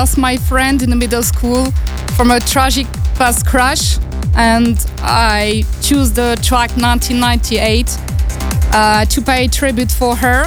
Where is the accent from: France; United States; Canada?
France; I come from France.